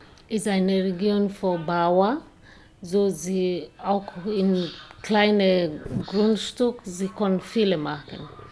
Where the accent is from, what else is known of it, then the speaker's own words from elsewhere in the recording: Kirinyaga, Kirinyaga County, Kenya; born there; German is a second language; now in Malindi, Kenya; Meine Stadt heißt, wo ich wohne jetzt. Mhm. It's Malindi, aber ich bin geboren in Kirinyaga. Kirinyaga ist ein kleines Dorf nahe Mount Kenya, mhm. Berge Kenya.